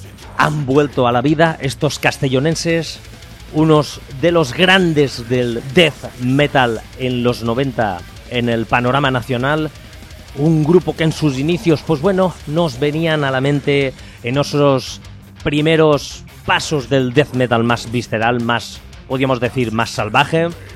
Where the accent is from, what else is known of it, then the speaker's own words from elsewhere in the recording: Ontinyent, Valencian Community, Spain; porque pasando por mi pueblo, curiosamente por Ontinyent